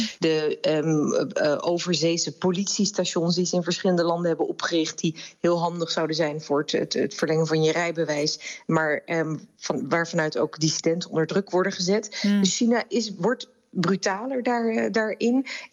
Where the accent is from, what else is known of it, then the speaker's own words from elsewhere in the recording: Netherlands; Maar juist in een democratie is het ook wel heel erg belangrijk dat wij allemaal als Nederlanders wel een beetje een beeld kunnen krijgen.